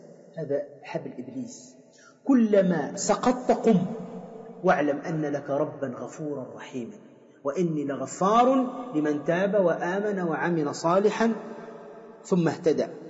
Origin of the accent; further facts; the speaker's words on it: Tunisia; فكما يقال عندنا في تونس قبيح الوجه قبيح الفعل